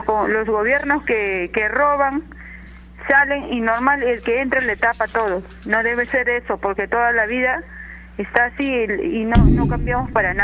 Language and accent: Spanish; Peru; Por el bien de todos nosotros que somos peruanos